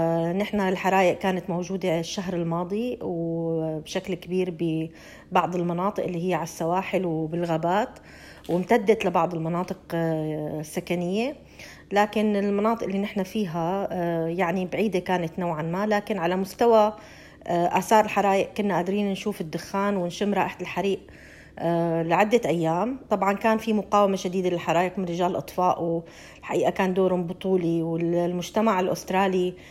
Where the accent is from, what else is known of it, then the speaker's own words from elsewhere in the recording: Syria; now in Australia; نحن كسوريين جينا على هاي البلد لاجئين، أنا وعائلتي لنا 5 سنين تقريبا بهاي البلد.